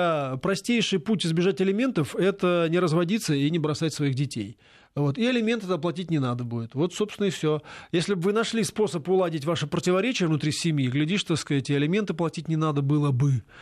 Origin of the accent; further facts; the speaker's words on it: Moscow, Russia; Я очень люблю Москву, потому что я коренной москвич.